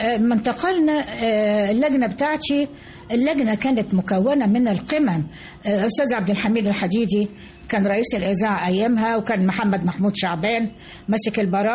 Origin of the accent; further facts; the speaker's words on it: Port Said, Port Said Governorate, Egypt; أنا جاي من بورسعيد ولا أعرف شيء عن القاهرة